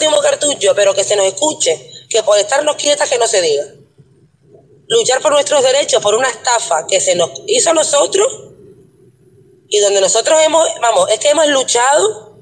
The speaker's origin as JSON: {"language": "Spanish", "town": "Buenavista del Norte", "region": "Canary Islands", "country": "Spain", "said": "Si yo soy de Buenavista, O sea, yo, no, yo me tengo que ir de mi pueblo"}